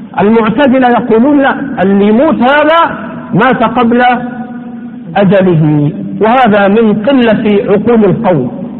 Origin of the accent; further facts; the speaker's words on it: Egypt; لا لا، احنا غلابة مصريين بنتكلم على اللي احنا فاهمينه